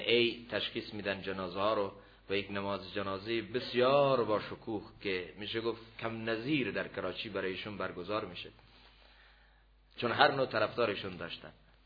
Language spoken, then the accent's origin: Persian; Iran; گفتم من از ایران هستم.